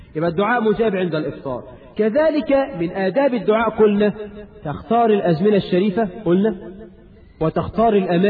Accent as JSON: {"language": "Arabic", "country": "Egypt", "said": "وعندنا في مصر حاجات غريبة يا أخي"}